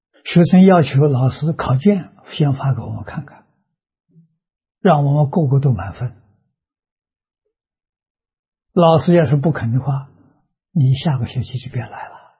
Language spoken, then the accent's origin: Chinese; Tongcheng, Anhui, China; 小时候生长在农村，农村里头有私塾，啊，我们家乡乡下读书的风气很盛，那是桐城派的老家